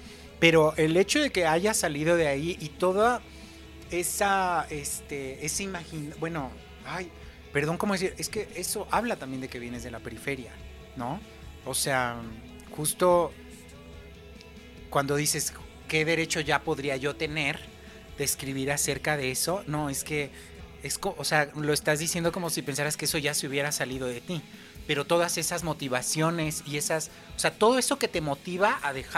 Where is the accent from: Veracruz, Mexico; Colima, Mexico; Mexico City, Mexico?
Mexico City, Mexico; Miguel Hidalgo; por lo menos allá en la Miguel Hidalgo, de donde yo soy, se repetía muchísimo